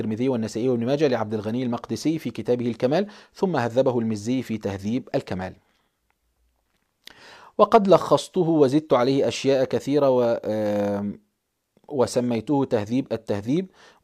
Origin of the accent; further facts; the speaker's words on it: Egypt; هو كلمة دعبس دي عندنا في مصر مشهورة أحيانا